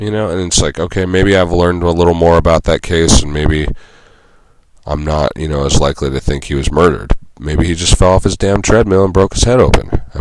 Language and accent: English; Santa Cruz, California, United States; In my hometown of Santa Cruz